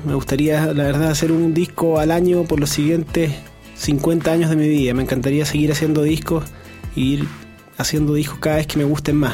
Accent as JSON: {"language": "Spanish", "town": "Santiago", "region": "Santiago Metropolitan Region", "country": "Chile", "said": "Somos todos de Santiago."}